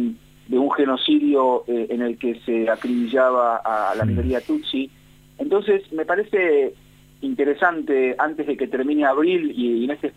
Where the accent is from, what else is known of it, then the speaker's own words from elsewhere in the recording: Argentina; en la memoria de la humanidad nuestra, como argentinos